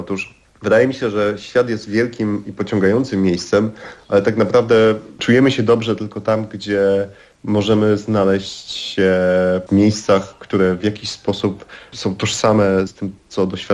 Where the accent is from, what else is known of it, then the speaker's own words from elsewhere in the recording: southern Poland, Poland; Ja pochodzę z południa Polski i mam takie silne miejsce przynależności właśnie w Europie Środkowej, ale i południowej części.